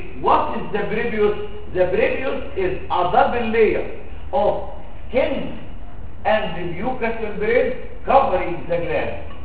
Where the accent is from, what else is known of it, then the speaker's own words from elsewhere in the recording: Egypt; عندنا في مصر الناس كلها بتطالب